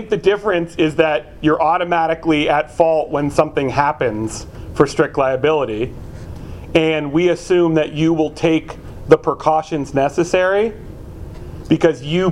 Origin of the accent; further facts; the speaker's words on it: California, United States; I grew up in the Bay Area